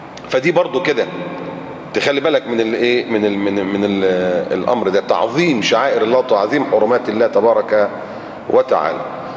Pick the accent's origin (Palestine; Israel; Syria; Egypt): Egypt; زي نهر النيل عندنا في مصر بينبع من تحت من السودان ويمشي 1000 كيلو